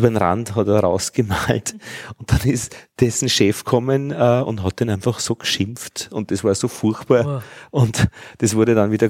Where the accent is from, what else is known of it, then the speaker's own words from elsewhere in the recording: Altheim, Upper Austria, Austria; In Altheim und ich bin in Braunau am Inn zur Schule gegangen.